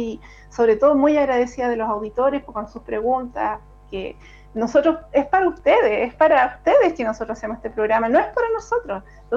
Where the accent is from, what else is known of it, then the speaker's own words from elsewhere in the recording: Puente Alto, Santiago Metropolitan, Chile; Puente Altina, de tomo y lomo, yo nací y criada en Puente Alto. Nací en el Sotero del Río el año 67